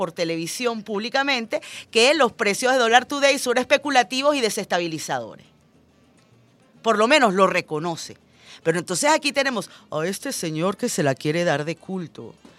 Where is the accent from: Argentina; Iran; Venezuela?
Venezuela; todos somos venezolanos, todos somos hermanos